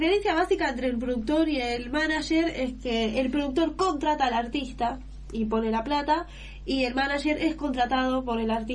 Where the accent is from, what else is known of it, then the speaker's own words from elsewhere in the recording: Spain; now in Argentina; Sí, yo soy española.